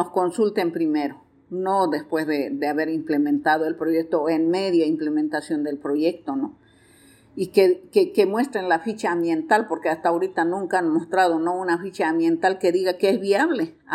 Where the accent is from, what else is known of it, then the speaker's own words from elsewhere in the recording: Bolivia; somos parte nosotros como bolivianos en Riverón porque somos afluentes del Madera